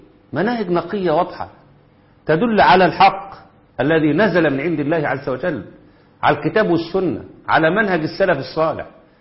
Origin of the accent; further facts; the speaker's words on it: Egypt; ويحفظ بلدنا مصر في قوة وعزة